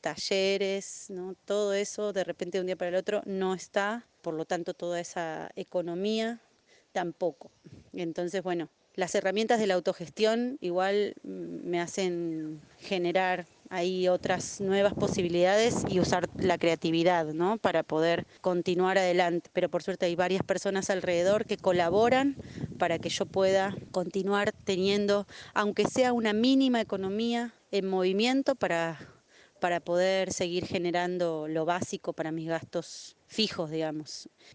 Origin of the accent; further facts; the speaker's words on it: Argentina; now in Costa Rica; soy payasa, titiritera, gestora cultural y soy argentina, viviendo en Costa Rica hace más o menos unos 3 años.